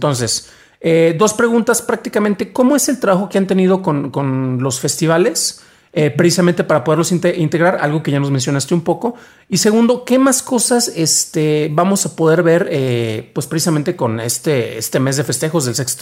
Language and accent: Spanish; Mexico; Lo decimos porque somos mexicanos y es producto cultural.